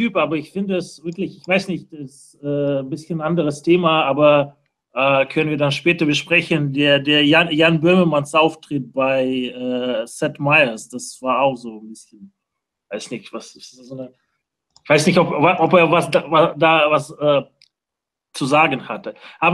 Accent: Moscow, Russia; ich komme selbst aus Russland, komme so aus Moskau.

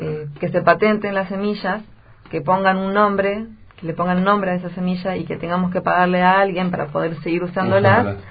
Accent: Bolivia; con mi mamá, que ella es boliviana, yo también soy boliviana

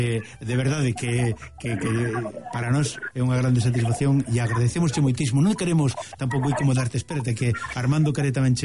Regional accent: Galicia, Spain; A verdade é que temos que sentirnos satisfeitos como galegos por ter un representante no atletismo como a ti.

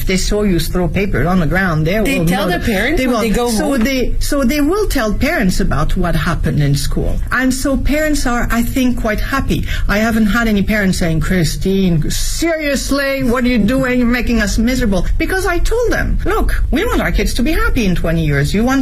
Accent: France; now in Beijing, China; My environment, as I was growing up in France, we never really questioned it, but now we do.

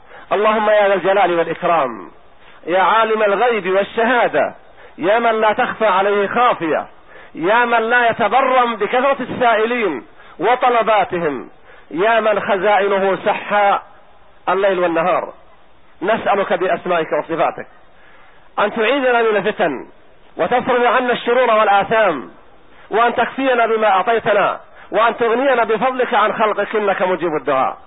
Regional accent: Palestine; وأهل بلدي فلسطين

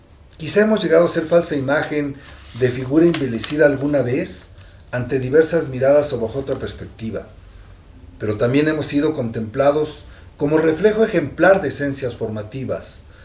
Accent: Xochimilco, Mexico City, Mexico; Porque somos de Xochimilco, porque vivimos aquí, porque vivimos y convivimos con ellos

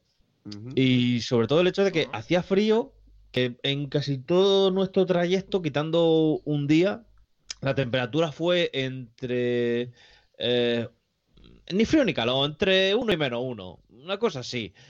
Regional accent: Murcia, Region of Murcia, Spain; como soy de Murcia y aquí nunca yo nieva

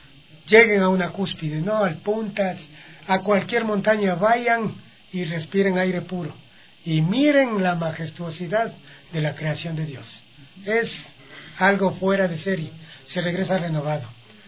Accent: Checa, Pichincha, Ecuador; born there; Checa es mi terruño, en donde yo nací.

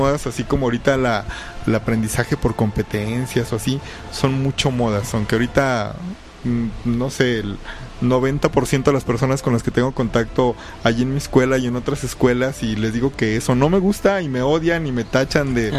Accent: Mexico; el hecho de la cultura mexicana, ¿no? Que somos

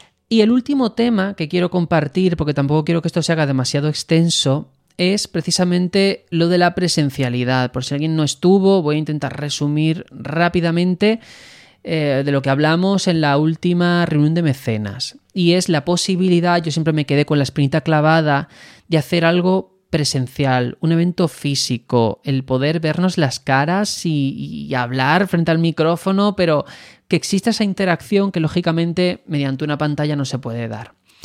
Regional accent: Spain; primero que somos de España

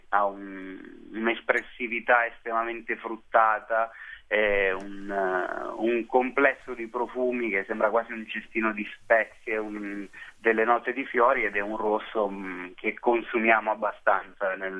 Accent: Basilicata, Italy; io vengo dal Vulture, che produceva Aglianico, e il primo bicchiere è stato l'Aglianico del...

